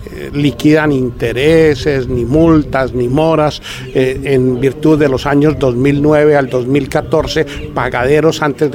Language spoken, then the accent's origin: Spanish; Colombia; pero como somos buenos colombianos